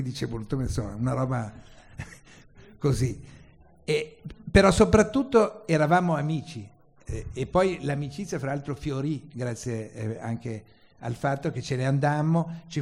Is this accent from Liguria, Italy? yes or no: no; Milan, Lombardy, Italy; abbiamo partecipato all'esperienza, perché siamo milanesi